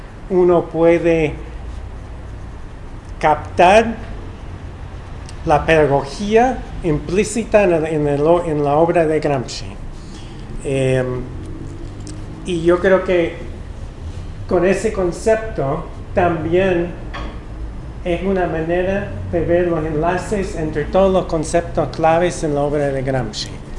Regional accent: Wisconsin, United States; Spanish is a second language; mi abuelo maternal trabajaba toda su vida en las fábricas en mi pueblo, en el estado de Wisconsin

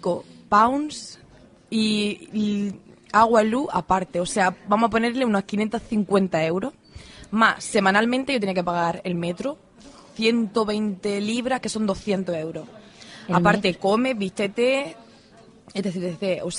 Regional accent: Andalusia, Spain; porque yo mi tierra la adoro, pero Andalucía...

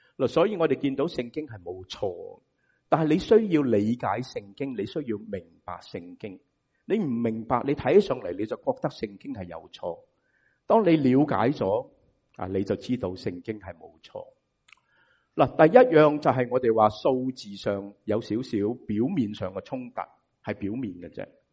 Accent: United States; 我哋美国人就会讲咩啊 ？Double dip 系嘛？

